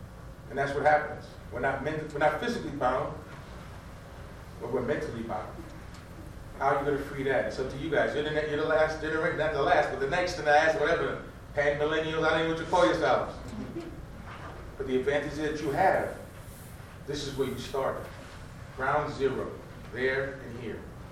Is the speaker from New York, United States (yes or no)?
yes; New York, United States; also born or lived in Jamaica; I'm from New York, by way of Jamaica.